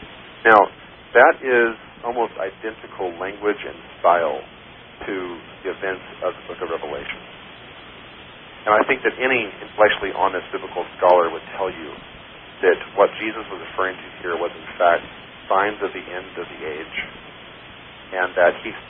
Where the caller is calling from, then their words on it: New Hampshire, United States; New Hampshire.